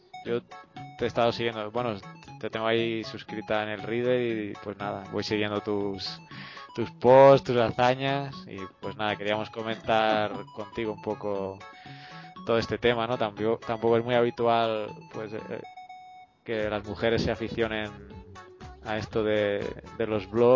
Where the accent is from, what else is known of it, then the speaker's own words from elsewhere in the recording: Barcelona, Catalonia, Spain; moved away as an adult; now in El Salvador; yo soy español también de Barcelona y lo que pasa es que estoy trabajando aquí en El Salvador. Empecé a trabajar con una ONG y ya llevo 8 años aquí, me he quedado.